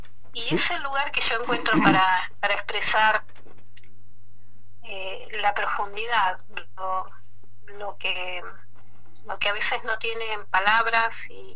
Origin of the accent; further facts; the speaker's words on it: Comodoro Rivadavia, Chubut, Argentina; born there; Y yo nací acá en Comodoro Rivadavia, en Diadema, Argentina, que es un barrio de acá, de Comodoro.